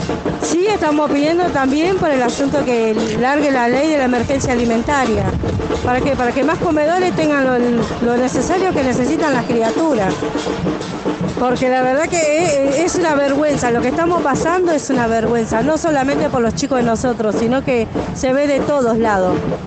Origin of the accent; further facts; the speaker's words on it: Quilmes, Buenos Aires Province, Argentina; soy del barrio de Quilmes, del barrio La Ribera.